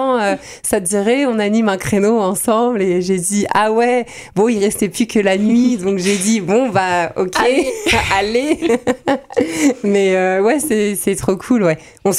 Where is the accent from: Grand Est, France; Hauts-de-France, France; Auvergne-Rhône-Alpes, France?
Grand Est, France; Nancy; je suis partie de Nancy, revenue, partie, revenue.